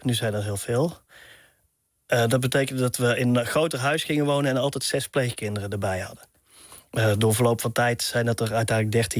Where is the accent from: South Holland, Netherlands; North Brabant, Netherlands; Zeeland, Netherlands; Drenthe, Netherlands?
North Brabant, Netherlands; Tilburg; Een heel groot pand hadden we dan in Tilburg, waar ik vandaan kom.